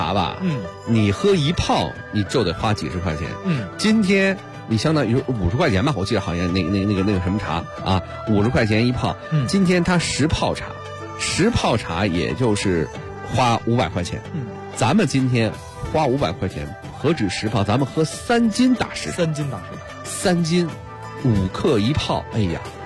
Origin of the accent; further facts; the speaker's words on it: Beijing, China; 咱们北京人喝茉莉花，谁都喝过